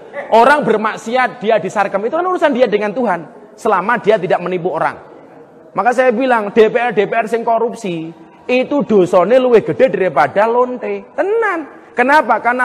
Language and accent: Indonesian; Lampung, Indonesia; Aslinya Lampung. Semuanya tahu kalau saya orang Lampung. Semua tahu saya orang Lampung.